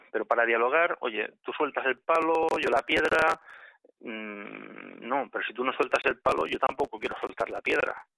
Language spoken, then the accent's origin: Spanish; Catalonia, Spain; un ciudadano catalán. Yo nací aquí en Cataluña y, bueno, mi padre es catalán, mi madre es de Jaén, es andaluza, pero todos mis abuelos son andaluces. Pero, bueno, yo he nacido aquí en Cataluña y, bueno, me siento catalán